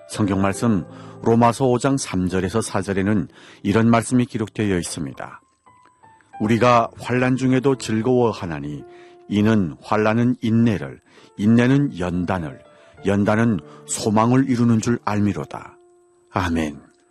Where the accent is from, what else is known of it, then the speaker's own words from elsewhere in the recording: North Korea; now in Seoul, South Korea; 지금까지 진행해 저는 탈북민